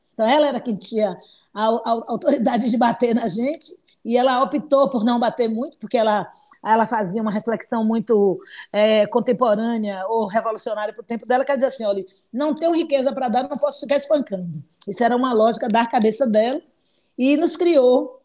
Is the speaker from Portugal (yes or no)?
no; Salvador, Bahia, Brazil; Eu nasci, sou de Salvador, Bahia, sou nativa dessa cidade, como a gente costuma chamar, soteropolitana, e sou soteropolitana da Cidade Baixa, da Península de Itapajipe.